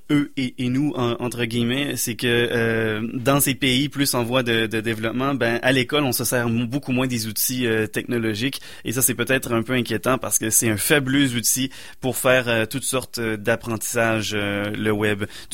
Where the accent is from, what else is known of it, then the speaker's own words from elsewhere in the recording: Quebec, Canada; ça ressemble beaucoup à la réalité qui est vécue chez nous au Québec aussi.